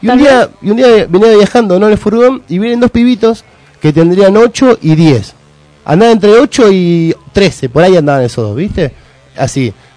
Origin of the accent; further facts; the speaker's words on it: Argentina; soy argentino, podemos hablar de cosas